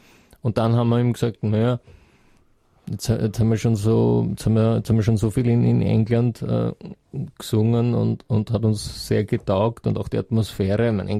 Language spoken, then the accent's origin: German; Korneuburg, Lower Austria, Austria; Also ich bin aus Niederösterreich. Aus Korneuburg.